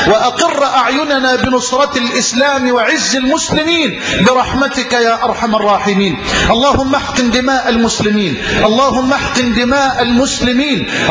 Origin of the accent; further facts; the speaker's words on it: Egypt; اللهم اجعل بلدنا مصر واحة للأمن والأمان